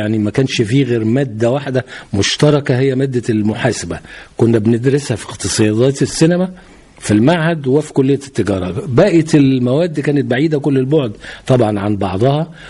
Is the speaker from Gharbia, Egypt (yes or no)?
no; Giza, Giza Governorate, Egypt; born there; also born or lived in Cairo; أنا من مواليد الجيزة، أول خط الصعيد، ووالدي الله يرحمه كان من المحلة الكبرى من محافظة الغربية، والدتي الله يرحمها كانت من محافظة المنوفية.